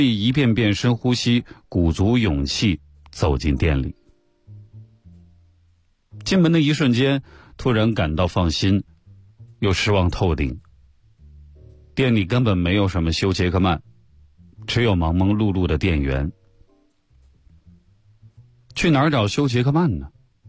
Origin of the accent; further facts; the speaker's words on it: China; 我从中国来纽约，会待到4月20号。